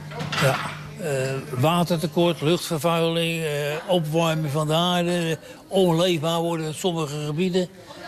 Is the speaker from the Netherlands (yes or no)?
yes; Vlaardingen, South Holland, Netherlands; Het is ik kom van Vlaardingen vandaan. Dus het is voor mij nog steeds vakantie.